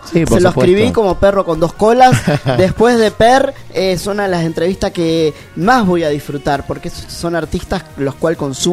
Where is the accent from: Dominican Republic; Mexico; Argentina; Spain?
Argentina; Sí, mira que acá somos muy argentinos nosotros.